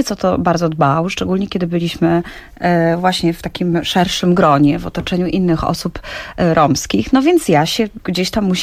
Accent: Oświęcim, Lesser Poland, Poland; born there; ja się urodziłam w Oświęcimiu i w tym mieście

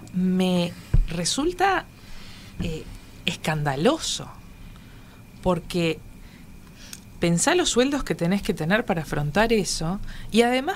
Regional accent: Uruguay; Justo yo estuve en Argentina, como muchísimos uruguayos, la semana pasada

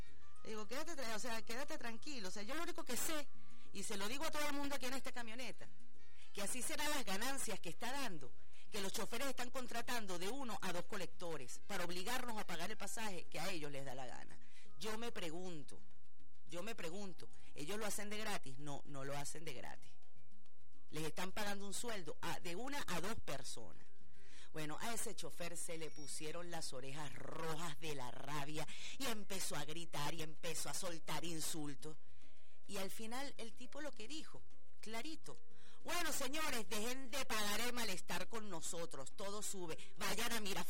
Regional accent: Venezuela; Yo soy una pobre venezolana de a pie.

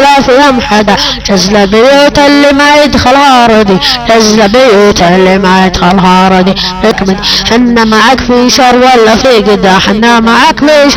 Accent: Saudi Arabia; لان الدواعش اجانب مو سعوديين وانا سعودي

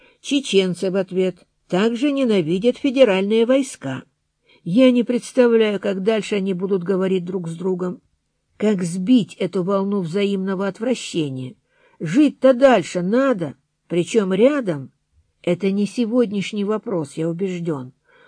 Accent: Grozny, Chechnya, Russia; староста группы, сам из Грозного.

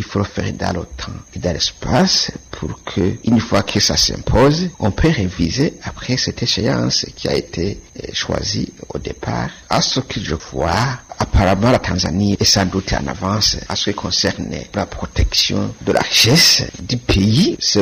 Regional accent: Burundi; alors que chez nous au Burundi, on a connu beaucoup de périodes de conflits.

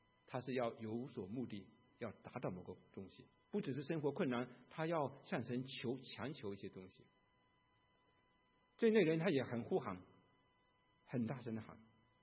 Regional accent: Fujian, China; 在我们家乡是在马祖对面，我童年就看到好多那个山洞里面打进去都是打仗的时候

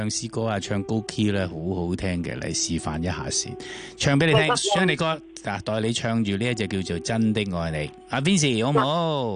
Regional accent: Hong Kong; 我哋香港人就团结啲

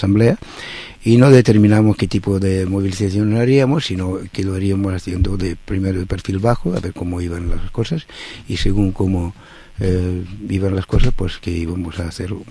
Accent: Barcelona, Catalonia, Spain; y soy de la Guinaueta.

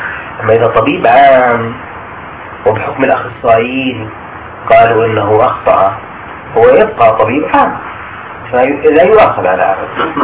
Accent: Jordan; فالقانون الطب عندنا في الاردن ما يمنع ذلك

